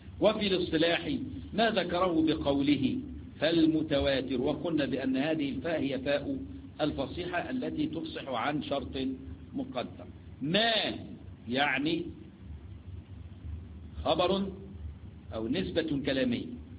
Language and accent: Arabic; Egypt; جماعة اللي هم اللي احنا عندنا في مصر بنسميهم يعني على الله